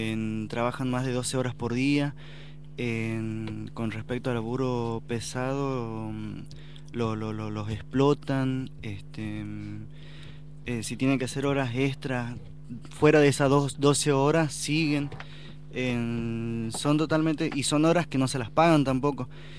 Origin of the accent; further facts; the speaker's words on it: Jujuy, Argentina; moved away; Daniel y yo venimos de Jujuy, y bueno, nos venimos porque tenemos la esperanza de acá crecer en lo económico